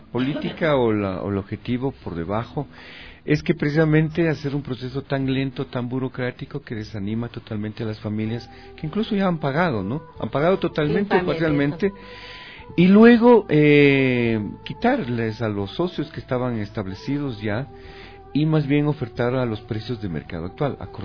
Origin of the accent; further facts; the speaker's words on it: Quito, Pichincha, Ecuador; firmes pero también alegres, porque así somos los quiteños de alguna manera.